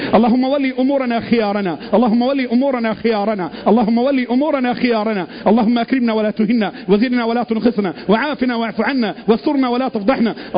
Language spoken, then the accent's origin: Arabic; Egypt; اللهم احفظ لنا بلدنا مصر، اللهم احفظ بلدنا مصر